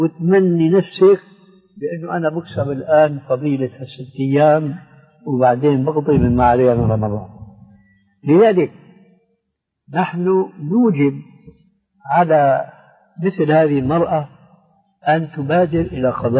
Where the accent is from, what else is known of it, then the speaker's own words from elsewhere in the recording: Syria; كما يقول عندنا في الشام حشو الكب بعيد،